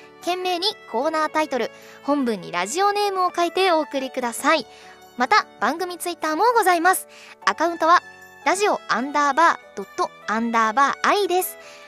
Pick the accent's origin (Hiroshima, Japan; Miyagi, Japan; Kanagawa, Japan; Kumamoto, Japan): Miyagi, Japan; 私はね地元宮城県の愛を語りたいなと思います。